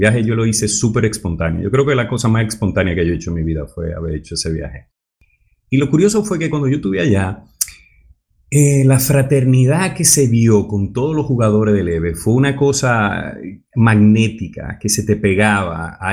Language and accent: Spanish; Dominican Republic; Oye, mis rasgos son un poquito árabe. Aunque yo soy dominicano, mis rasgos son un poquito árabe.